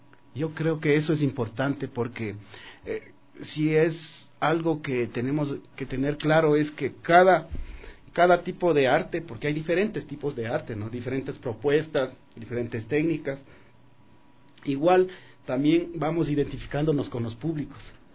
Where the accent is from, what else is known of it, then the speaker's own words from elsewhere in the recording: Riobamba, Chimborazo, Ecuador; he expuesto lógicamente en mi tierra en Riobamba